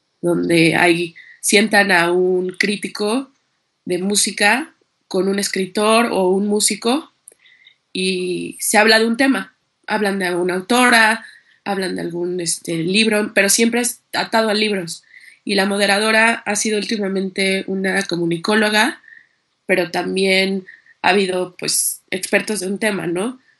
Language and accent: Spanish; Mexico City, Mexico; also born or lived in Acapulco; yo primero que nada pues nací en Acapulco y crecí en Ciudad de México